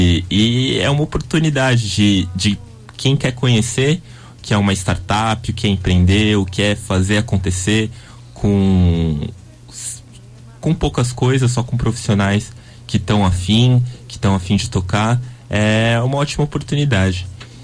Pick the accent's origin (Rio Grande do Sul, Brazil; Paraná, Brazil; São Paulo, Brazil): São Paulo, Brazil; now in Rio de Janeiro, Brazil; Talvez vocês já tenham percebido pelo sotaque, eu não sou do Rio, sou de São Paulo. Mas cheguei aqui para estudar.